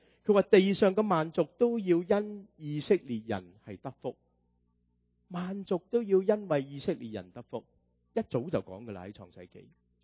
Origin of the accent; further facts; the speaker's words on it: United States; 我们美国人的文法就乱晒龙